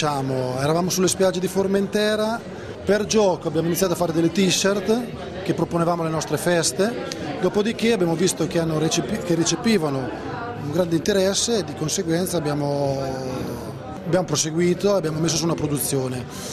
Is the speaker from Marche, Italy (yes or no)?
yes; Senigallia, Marche, Italy; vengo da Senigallia.